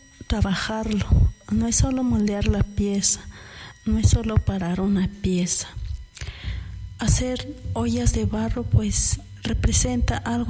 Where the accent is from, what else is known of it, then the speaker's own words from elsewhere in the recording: San Marcos Tlapasola, Oaxaca, Mexico; Soy originaria de San Marcos Tlapasola, donde se trabaja el barro rojo, como son ollas, comales, cajetes, platos, tazas y floreros. Soy una mujer zapoteca.